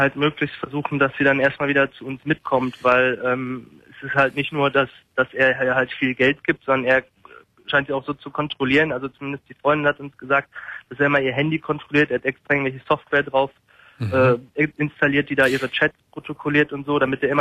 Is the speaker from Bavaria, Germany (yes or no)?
no; Münster, North Rhine-Westphalia, Germany; Und wir kommen eigentlich aus Münster